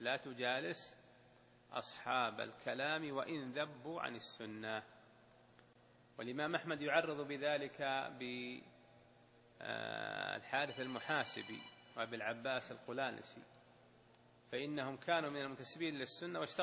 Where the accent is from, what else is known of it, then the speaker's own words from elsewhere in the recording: Al-Qassim, Saudi Arabia; وهذه حصلت عندنا في القصيم